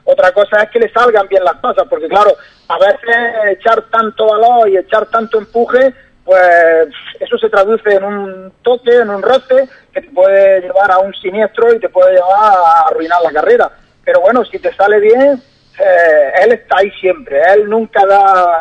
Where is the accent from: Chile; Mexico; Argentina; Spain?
Spain; Andalusia; Que siendo andaluz, la prueba andaluza del Campeonato de España no la haya ganado nunca.